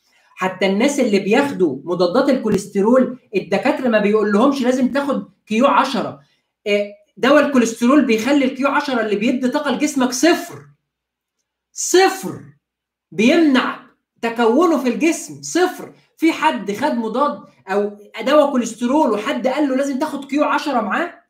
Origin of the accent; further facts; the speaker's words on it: Egypt; عندنا في مصر.